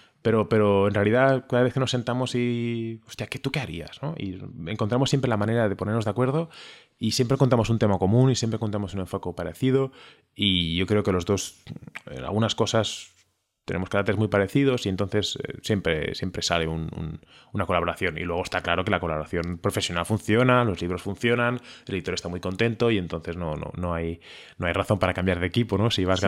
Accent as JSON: {"language": "Spanish", "town": "Barcelona", "region": "Catalonia", "country": "Spain", "tie": "born there", "said": "Yo nací en Barcelona y en mi caso en concreto, mi familia, nos íbamos por Europa, ¿no?"}